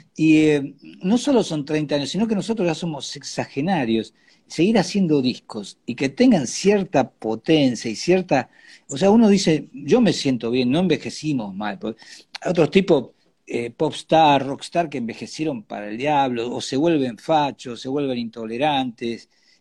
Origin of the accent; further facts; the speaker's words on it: Argentina; porque todos somos argentinos, ¿no?